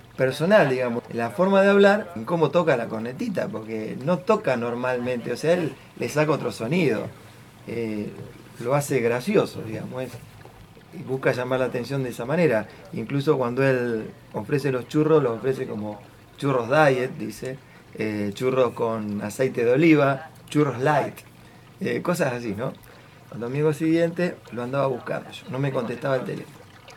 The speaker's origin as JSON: {"language": "Spanish", "town": "Venado Tuerto", "region": "Santa Fe", "country": "Argentina", "tie": "born there", "said": "nací en Venado Tuerto, tengo 54 años"}